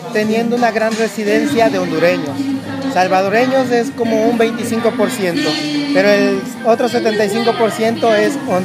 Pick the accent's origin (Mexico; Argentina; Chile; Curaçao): Mexico; Veracruz; yo soy de Veracruz y no estoy en mi casa